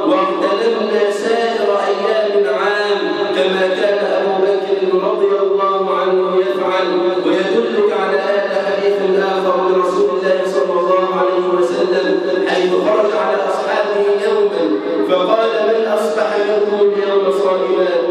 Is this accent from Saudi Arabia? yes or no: no; Egypt; اللهم اجعل بلدنا مصر امنا امانا سخاء رخاء